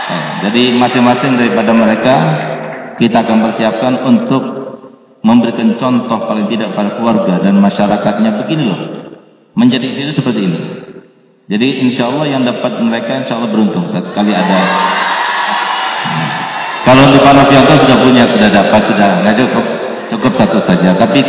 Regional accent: Aceh, Indonesia; walaupun saya orang Aceh, tapi saya tidak mau dikatakan orang desa.

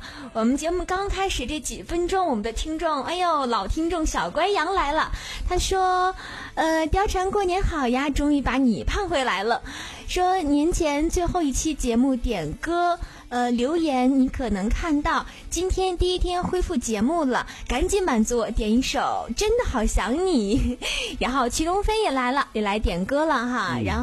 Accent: Northeast China, China; 虽然是我从小在东北长大哈，见雪已经觉得习以为常

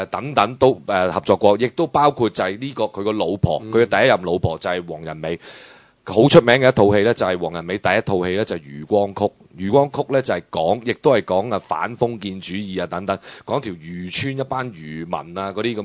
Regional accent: China; 我真係要再次澄清，我係一個中國人嚟嘅

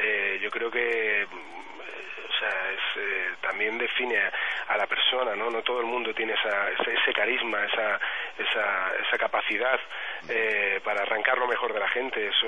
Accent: Madrid, Community of Madrid, Spain; yo vivo en Madrid. Yo he nacido en Madrid, yo soy madrileño, muy madrileño.

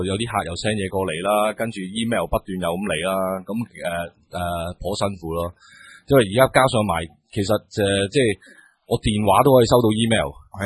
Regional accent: Liaobu, Guangdong, China; 我乡下喺寮埠，咁然之后喺樟木头

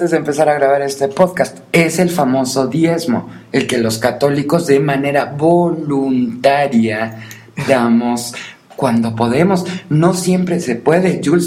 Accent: Mexico; todos somos mexicanos y todos somos parte de un país

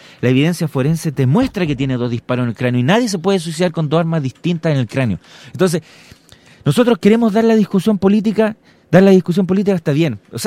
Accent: Valparaíso, Chile; porque yo vengo de Valparaíso

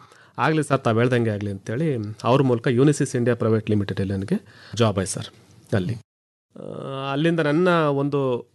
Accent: Dodda Bhuvalli, Karnataka, India; ನಮ್ಮೂರು ಸರ್. ಹೌದು.

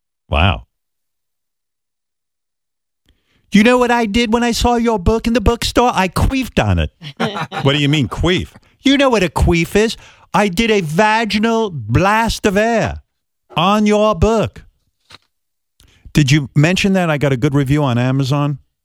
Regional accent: United Kingdom; We're British. We don't go to the beach. We're pale. We look like vampires.

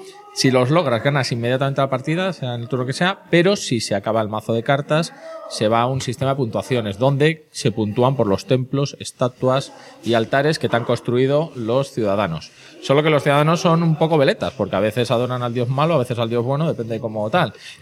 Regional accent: Spain; subo la picaresca, que soy español.

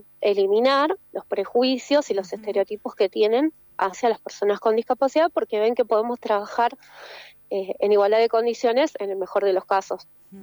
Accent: Patagonia, Argentina; En la Patagonia, por ejemplo, yo vivo, soy de la Patagonia, y las distancias geográficas son muy grandes

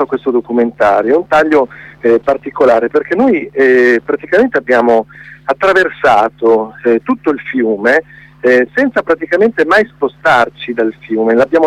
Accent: Reggio Emilia, Emilia-Romagna, Italy; perché io poi sono di Reggio Emilia, quindi ho la fortuna di vivere vicino a questo corso d'acqua

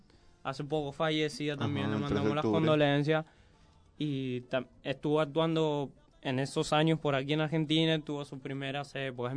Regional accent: Puerto Rico; porque yo soy de Puerto Rico, él es de Cuba, estamos a un pasito nomás.

